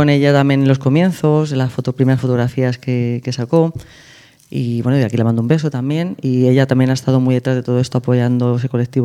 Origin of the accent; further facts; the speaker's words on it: Torrejón de Ardoz, Community of Madrid, Spain; yo soy de Torrejón de Ardoz, y mis primeros viajes a Madrid de salida fue el Rainbow, en Huertas.